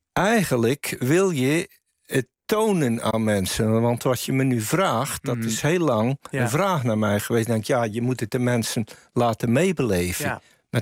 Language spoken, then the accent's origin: Dutch; Zeeland, Netherlands; Ik kom uit Zeeland, uit de wijsheid van Walcheren.